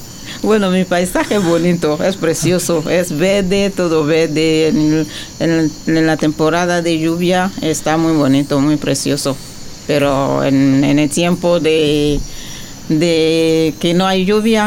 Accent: Bocanda, Côte d’Ivoire; Spanish is a second language; Yo vengo de... Mi ciudad es Bocana, pero mi pueblo es Sosuyaocro.

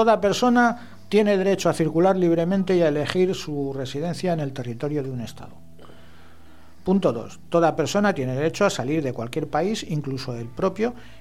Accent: Spain; sobre todo en una cultura como la española, que no estamos acostumbrados a escribir a nuestro diputado

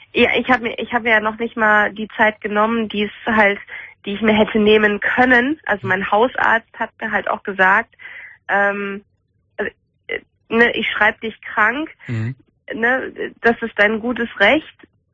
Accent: Münster, North Rhine-Westphalia, Germany; Also ich komme aus Münster, ich wohne in Münster und ich hatte hier einen Job.

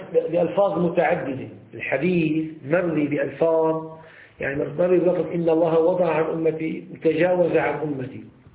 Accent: Syria; يعني بعامية عندنا في الشام

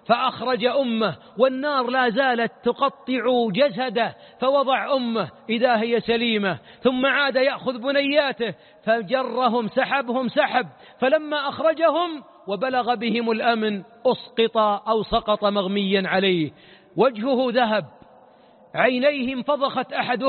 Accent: Najd, Saudi Arabia; عندنا في نجد مثل نعرفه جميعا

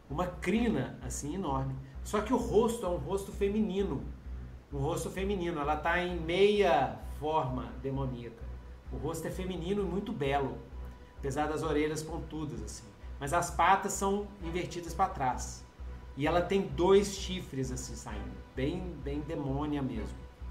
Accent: Brazil; Eu sou brasileiro, pô!

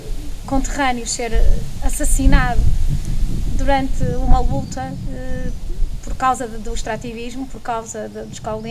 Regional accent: Norte, Portugal; cresci no Val do Ave e não havendo lá minas havia fábricas, que ainda lá estão

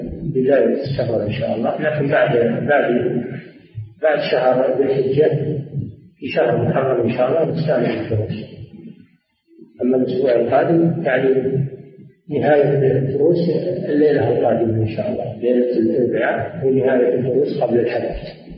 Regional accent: Riyadh, Riyadh Province, Saudi Arabia; نزل على بلدنا الرياض ولم ينزل على البلاد الأخرى

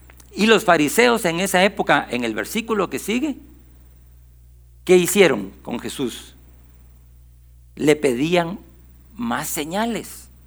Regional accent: Guatemala; Nosotros ya no somos guatemaltecos, vivimos aquí

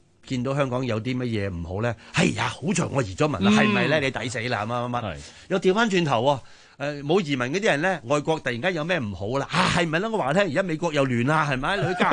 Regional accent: China; 我會講我係中國人咯

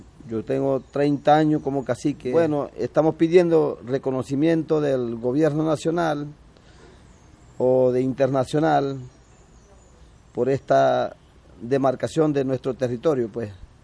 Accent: Zulia, Venezuela; de la Sierra Perijá, de aquí de Zulia. Yo soy de Zulia. Nosotros pertenecemos a Zulia y somos de la Sierra Perijá

